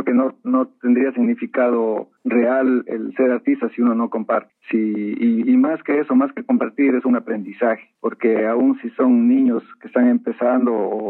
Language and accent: Spanish; Loja, Ecuador; also born or lived in Quito / Netherlands; Y luego, bueno, salí de Loja hacia Quito. Ahí estuve un tiempo en un taller de cerámica, y luego regresé a Loja y de ahí hubo una oportunidad de hacer un viaje hacia Holanda